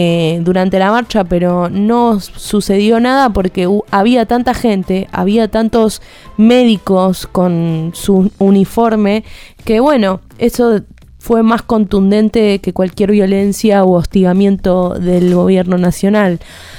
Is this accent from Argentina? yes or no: yes; Argentina; ahí como buen argentino hay que estar para defender lo que nos pertenece